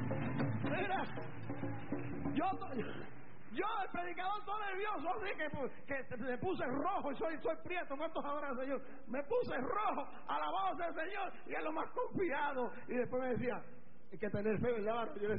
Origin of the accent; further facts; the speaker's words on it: Puerto Rico; yo soy americano, ciudadano americano porque yo soy puertorriqueño, Puerto Rico pertenece a Estados Unidos, pero yo soy latino como mexicano, como el dominicano, como el cubano, como el peruano, soy latino, esta sangre es latina